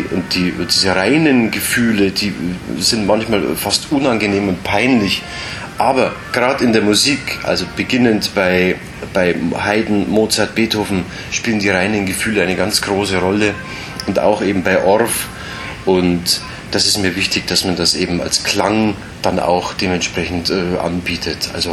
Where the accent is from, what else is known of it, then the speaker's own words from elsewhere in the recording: Munich, Bavaria, Germany; der mir natürlich als Münchner nahe liegt, weil ich die ganzen bayerischen Elemente natürlich gut interpretieren und deuten und vor allem auch fühlen kann.